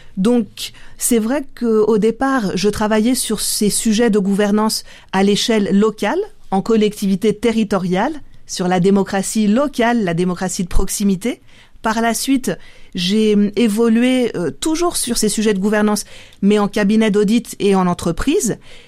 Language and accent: French; France; C'est d'origine grecque, je suis française d'origine grecque